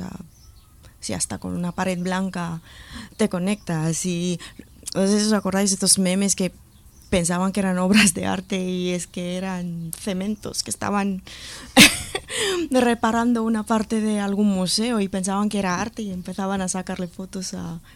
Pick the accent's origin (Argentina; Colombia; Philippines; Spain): Philippines; Luzon; para mí, que soy filipina, vengo de Luzón, sur para mí es un territorio de valientes